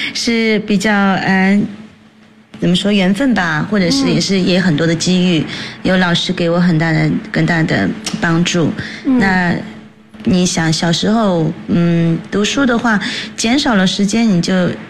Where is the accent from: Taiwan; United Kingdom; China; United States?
United Kingdom; 我的母亲呢是日本的，但是我的父亲是上海人。我从小就在这边长大了。